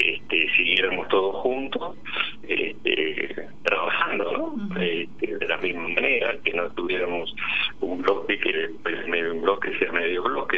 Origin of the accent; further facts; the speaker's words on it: Argentina; O sea, bueno, estos somos los argentinos, ¿no?